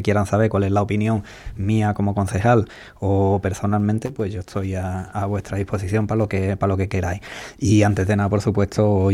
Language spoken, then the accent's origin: Spanish; Ubrique, Andalusia, Spain; felicitarnos a todos los andaluces, ubriqueños también, como buenos andaluces que somos